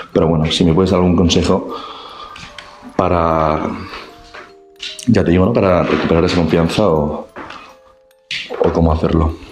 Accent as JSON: {"language": "Spanish", "town": "Madrid", "region": "Community of Madrid", "country": "Spain", "said": "de Madrid."}